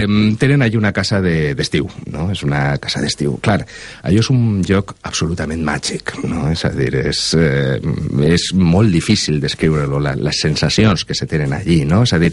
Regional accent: Valencia, Valencian Community, Spain; moved away as an adult; also born or lived in Sweden; La València dels anys 90, jo soc del Cabanyal, i cada mes d'octubre la gota freda al Cabanyal s'inundava.

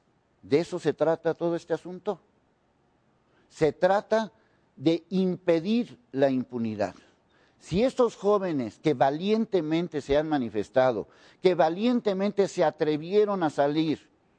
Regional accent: Mexico; Estoy exigiendo como ciudadano, como mexicano

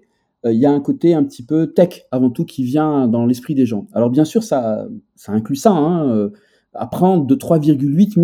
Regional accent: Algiers Province, Algeria; y compris là où j'ai grandi, maintenant, c'est une ville, alors que c'était la campagne avec des forêts, avec des animaux sauvages qui venaient nous visiter, et maintenant, c'est la banlieue d'Alger.

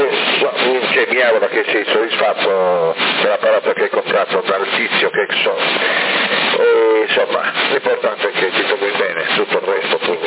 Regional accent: Florence, Tuscany, Italy; però io sono di Firenze, quindi ne ho sentito troppo.

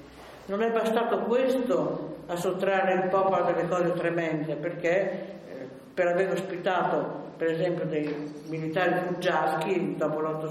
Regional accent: Novara, Piedmont, Italy; born there; Io mi ricordo che sono nata a Novara, quindi la resistenza la ricordo come è avvenuta da quelle parti lì.

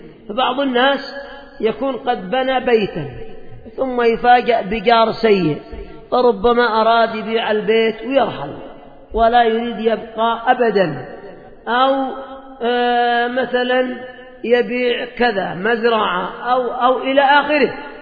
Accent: Yemen; هذا عندنا في اليمن،

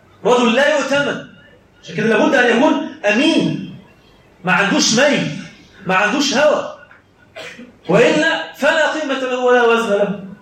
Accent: Egypt; اما المعجنه اللي احنا بنعملها كمصريين مش موجوده في الدين خالص

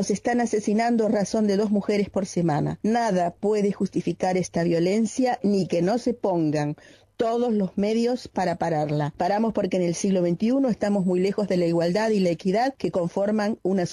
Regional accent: Galicia, Spain; Las mujeres gallegas paramos porque queremos exigir a todos los partidos políticos

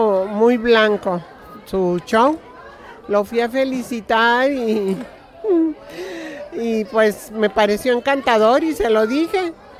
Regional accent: Torreón, Coahuila, Mexico; vengo de Torreón, Coahuila

